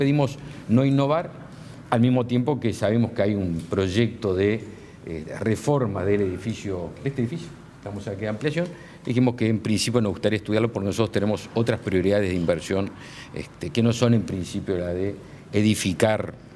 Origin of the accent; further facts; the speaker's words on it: Uruguay; algo que nos dio orgullo a todos como uruguayos